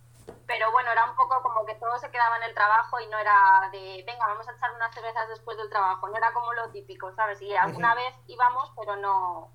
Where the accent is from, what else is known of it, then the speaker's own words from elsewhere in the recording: Spain; de España, pues los españoles somos sangría, oles, sevillanas